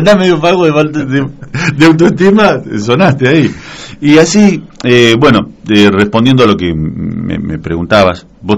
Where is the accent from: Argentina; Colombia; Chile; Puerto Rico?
Argentina; General Pinto, Buenos Aires Province; born there; yo nací en General Pinto, en la provincia de Buenos Aires. Soy hijo de tamberos.